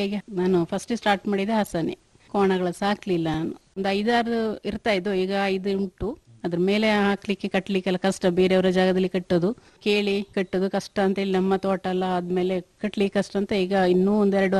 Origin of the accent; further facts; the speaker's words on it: Neerkolli, Karnataka, India; ಮೊದಲಿದ್ದು ನೀರ್ಕೊಲ್ಲಿ, ಅಲ್ಲಿಂದ ಅಲ್ಲಿ ನಾವು ಪ್ರಾಪರ್ಟಿ ಸೇಲ್ ಮಾಡಿ ಮತ್ತೆ ನನ್ನ ಮದುವೆ ಆದ ಮೇಲೆ ನನ್ನ ಮಗಳು ಹುಟ್ಟಿದ ಮೇಲೆ ಬಿಳಿಗೇರಿ ಬಂದು ತಗೊಂಡಿದ್ದವರು